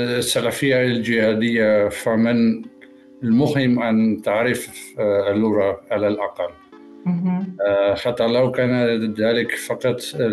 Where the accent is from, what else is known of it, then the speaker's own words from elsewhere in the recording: Saudi Arabia; Arabic is a second language; طفولتي بالنسبة في السعودية